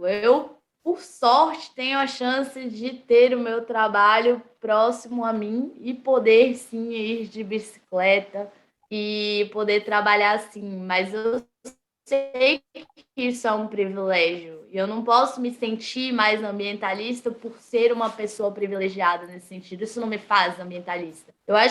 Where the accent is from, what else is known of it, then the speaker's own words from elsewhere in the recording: Brasília, Federal District, Brazil; Eu vivo e nasci em Brasília.